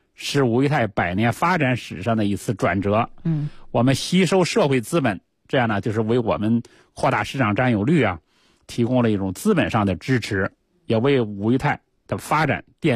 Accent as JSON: {"language": "Chinese", "region": "Beijing", "country": "China", "said": "以前都是我们北京人都住四合院嘛"}